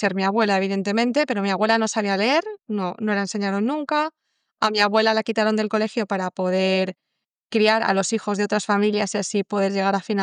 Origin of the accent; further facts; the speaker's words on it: Alicante, Valencian Community, Spain; Yo soy alicantina, mi abuela es alicantina.